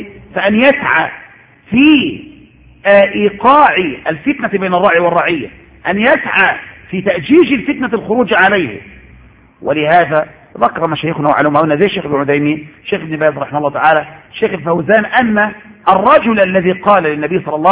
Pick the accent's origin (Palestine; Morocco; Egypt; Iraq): Egypt; يا شيخ إن عندنا في مصر زمان كان الناس لا يعرفون وجوب صلاة